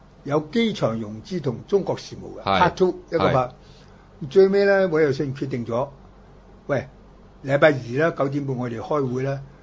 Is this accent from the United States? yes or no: yes; United States; 我哋美國人一樣 offer 嘅啫